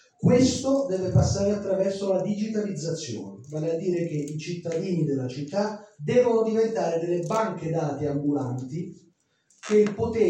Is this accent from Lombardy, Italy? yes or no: no; Naples, Campania, Italy; now in Bologna, Italy; io sono napoletano, anche se vivo a Bologna, quindi quando sono andato a Napoli per me è una questione personale.